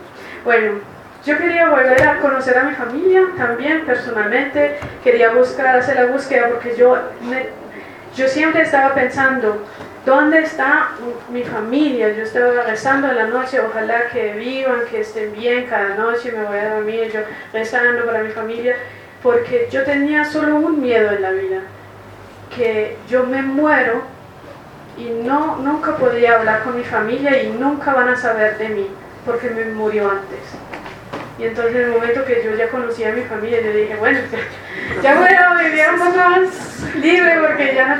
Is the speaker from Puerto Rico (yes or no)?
no; Germany; pero crecí en Alemania y para nada puedo estar